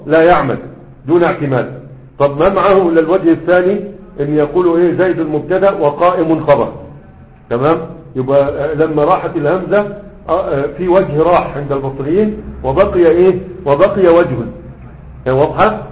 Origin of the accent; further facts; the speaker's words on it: Sanaa, Yemen; ها عندنا في صنعاء ما كانش ما كانش أصبع الأكبر